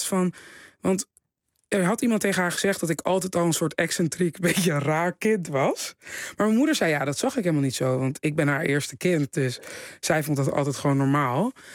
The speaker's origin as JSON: {"language": "Dutch", "town": "Haarlem", "region": "North Holland", "country": "Netherlands", "said": "Want ja, ik kom uit Haarlem, jongens."}